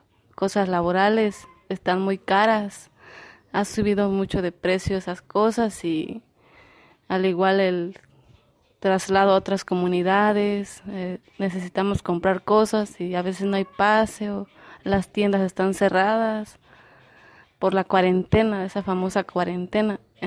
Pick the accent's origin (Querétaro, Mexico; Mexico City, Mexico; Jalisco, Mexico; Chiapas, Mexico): Chiapas, Mexico; Chicomuselo; Soy de la colonia Pablo Lecidar, municipio de Chicumcelo, Chiapas.